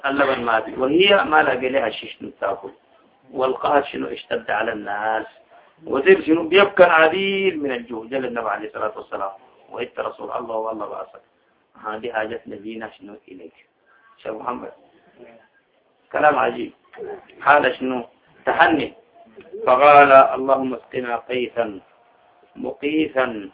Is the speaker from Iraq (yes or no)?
no; Sudan; حسن عندنا في السودان ما عندنا ربيع